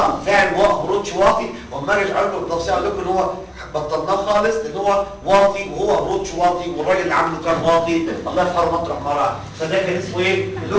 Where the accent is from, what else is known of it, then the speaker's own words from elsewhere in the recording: Egypt; احنا كمصريين والله ما بهزر معاكم